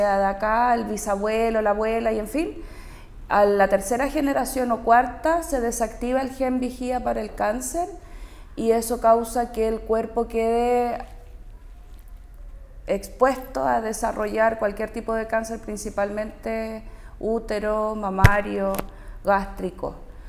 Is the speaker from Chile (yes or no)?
yes; Santiago, Santiago Metropolitan, Chile; born there; now in Quintero, Chile; nací en Santiago. Mi familia se vino a vivir a Quintero en los 80, así es que yo vivo acá hace 40 años, creo, 42 por ahí.